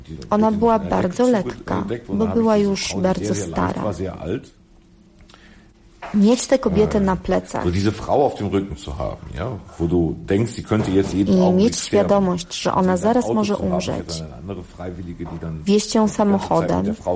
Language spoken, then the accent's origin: Polish; North Rhine-Westphalia, Germany; Urodziłem się w Dortmundzie, wychowałem we wsi Nieopodal.